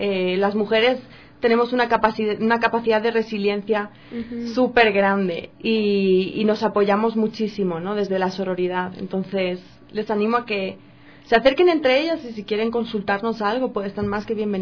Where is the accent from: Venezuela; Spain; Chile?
Spain; now in Quito, Ecuador; Yo soy española, llevo viviendo 7 años aquí